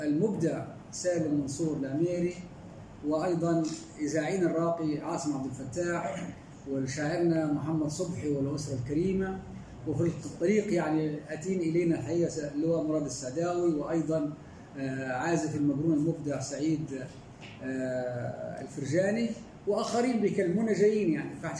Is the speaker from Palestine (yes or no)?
no; Egypt; مناسبة غالية علينا كلنا كمصريين وكعرب.